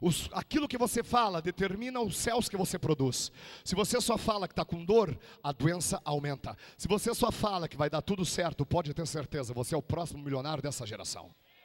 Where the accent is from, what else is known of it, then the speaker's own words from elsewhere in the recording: Rio Grande do Sul, Brazil; opa, sou gaúcho, não sou covarde.